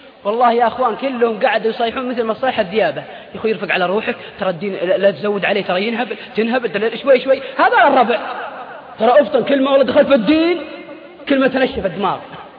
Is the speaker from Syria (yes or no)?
no; Al-Qassim, Saudi Arabia; عندنا في القصيم انا رايت بعيني،